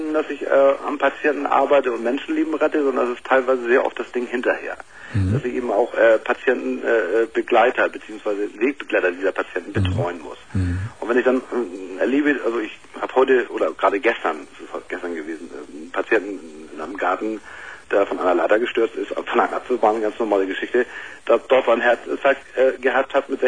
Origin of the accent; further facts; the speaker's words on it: Hamburg, Germany; Ich bin aus Hamburg.